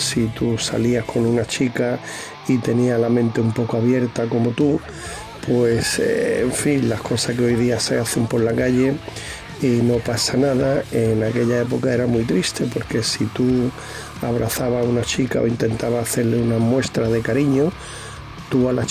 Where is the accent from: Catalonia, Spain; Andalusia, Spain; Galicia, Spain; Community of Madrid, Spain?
Andalusia, Spain; Granada; now in Málaga, Spain; tengo 66 años, nací en Granada, pero como yo suelo decir, granadino de nacimiento y malagueño de vicio.